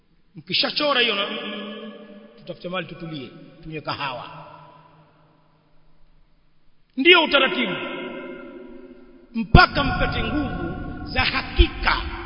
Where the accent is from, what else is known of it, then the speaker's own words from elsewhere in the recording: Tanzania; Haya tuliyazungumza kwa miaka mingi kule kwetu Tanzania